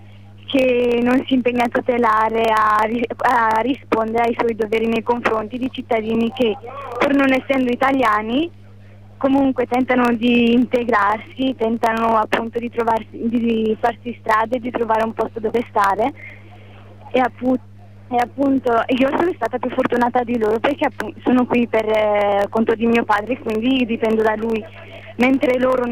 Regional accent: Morocco; now in Italy; Dal Marocco.

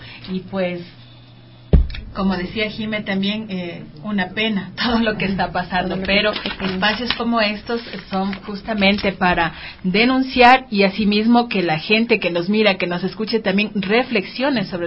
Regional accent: Ecuador; realmente es una pena de que todavía como ecuatorianos no hayamos superado la discriminación

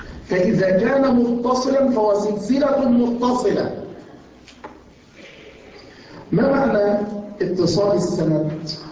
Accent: Yemen; عندنا في اليمن، وما زلت أقولها،

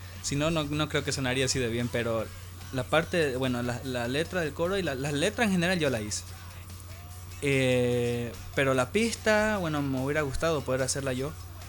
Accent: Trinidad, Beni, Bolivia; porque yo soy de Trinidad, y en Trinidad algo, todo el mundo tiene moto, ¿no?

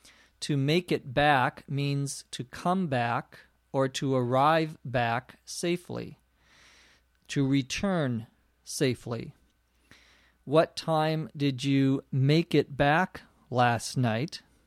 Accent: Los Angeles, California, United States; from Los Angeles, California.

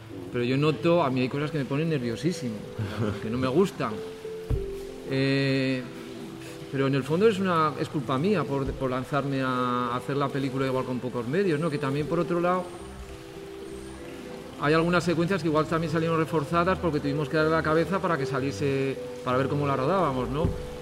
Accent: Tudela, Navarre, Spain; Pero bueno, yo soy de Tudela, de Navarra y soy muy cabezón.

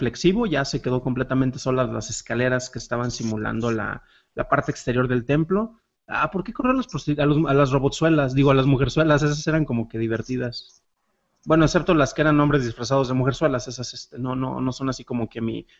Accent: San Juan de los Lagos, Jalisco, Mexico; Los que me conocen saben que soy originario de San Juan de los Lagos, allá en Jalisco.

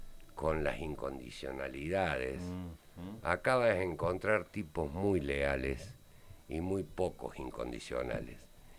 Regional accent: Córdoba, Argentina; yo vengo de San Vicente, otra república, ¿no? La de los corsos, la de las murgas.

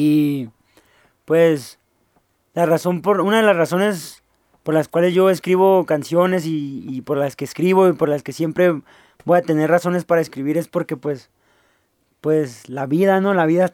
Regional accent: northern Mexico, Mexico; hacer música norteña, pues porque pues somos norteños, somos del norte y de eso se trata.

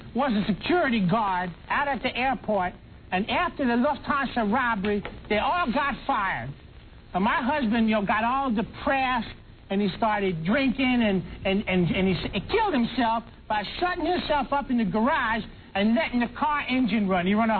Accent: Long Island City, New York, United States; I'm from Long Island City.

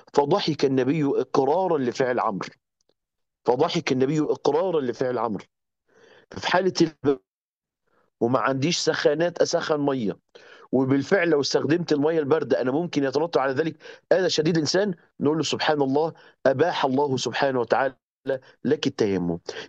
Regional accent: Egypt; ما فيش هناك زي عندنا في مصر كده حنفيات في كل بيت

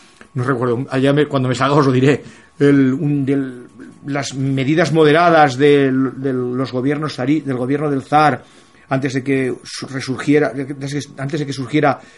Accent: Spain; como español siempre hemos luchado contra él

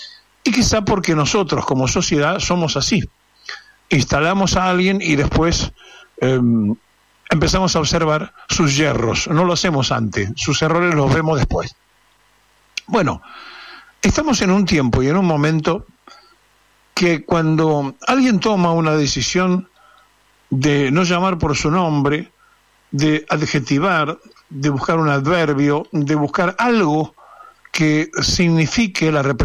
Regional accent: Argentina; que somos sus integrantes, que somos los argentinos

